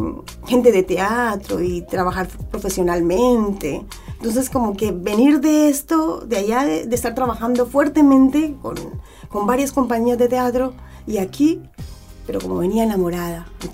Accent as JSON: {"language": "Spanish", "country": "Colombia", "lives_now": "Chile", "said": "yo me vengo de Colombia."}